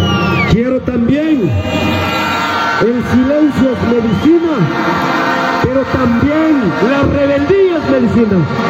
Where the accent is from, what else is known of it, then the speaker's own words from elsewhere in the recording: Cotopaxi, Ecuador; los que somos de Cotopaxi, perdón, los que somos